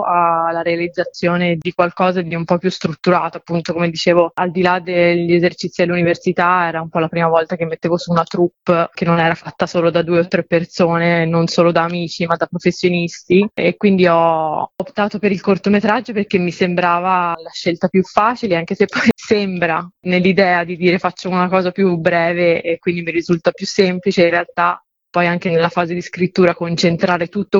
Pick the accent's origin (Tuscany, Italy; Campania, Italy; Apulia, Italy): Tuscany, Italy; Io sono toscana e insieme a questo racconto del folklore della mia terra